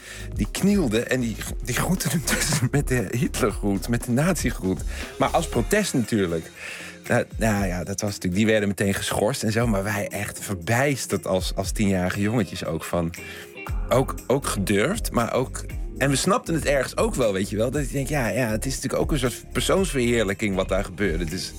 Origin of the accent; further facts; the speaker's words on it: Eindhoven, North Brabant, Netherlands; ja, ik kom uit Eindhoven